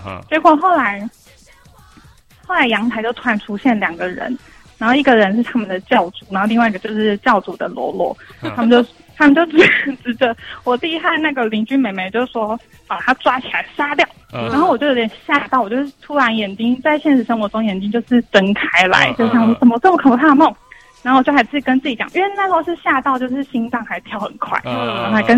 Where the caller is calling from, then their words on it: Taoyuan, Taiwan; 我是桃园的